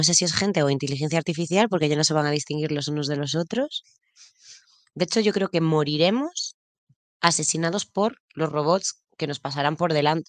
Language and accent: Spanish; Galicia, Spain; Siempre digo que los gallegos somos como catalanes